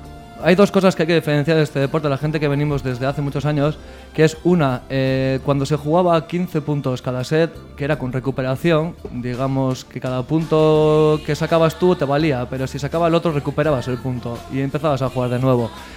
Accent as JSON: {"language": "Spanish", "town": "Galdakao", "region": "Basque Country", "country": "Spain", "said": "Bueno, yo soy de Galdakao, un pueblo de Vizcaya."}